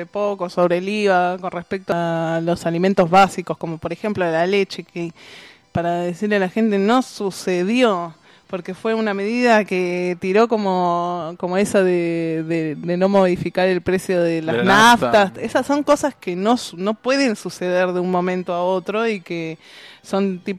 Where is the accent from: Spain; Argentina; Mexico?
Argentina; Buenos Aires; Yo que tengo que recordar a veces que soy porteña